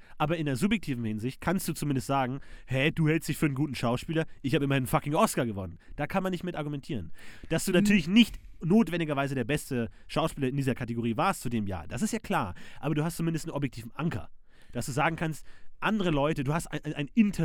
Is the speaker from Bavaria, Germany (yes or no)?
yes; Munich, Bavaria, Germany; Ja, ich komme aus München. Ich habe eine Zeit lang in München gelebt, bin aber etwas außerhalb von München geboren worden.